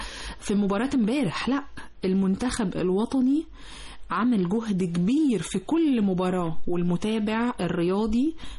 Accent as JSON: {"language": "Arabic", "country": "Egypt", "said": "والاستقبال نفسه هيفرحنا احنا كمصريين"}